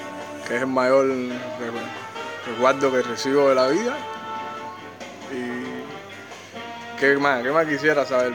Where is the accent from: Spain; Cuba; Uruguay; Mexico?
Cuba; Buenavista; Soy cubano, de Buenavista, naturalmente.